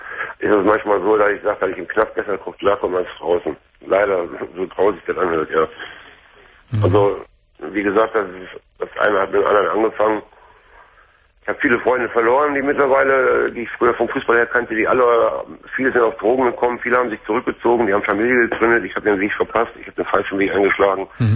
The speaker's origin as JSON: {"language": "German", "town": "Duisburg", "region": "North Rhine-Westphalia", "country": "Germany", "said": "das ist ein Männerwohnheim hier in Essen, wo ich jetzt momentan wohne. Ich komme eigentlich aus Duisburg, bin aber nach Essen gezogen."}